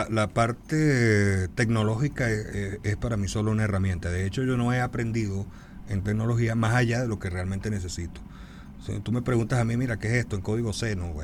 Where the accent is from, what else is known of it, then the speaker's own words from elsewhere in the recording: Cagua, Aragua, Venezuela; Tuvo un periódico en la ciudad de donde yo vengo, en Cagua